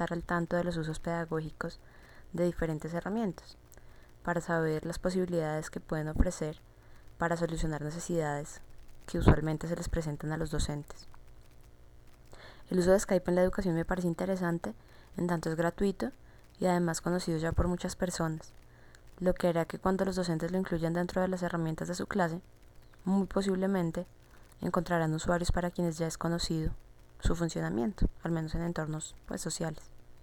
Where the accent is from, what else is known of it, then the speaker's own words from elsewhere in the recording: Bogotá, Colombia; soy de Bogotá, Colombia, y aquí vivo también muy a gusto.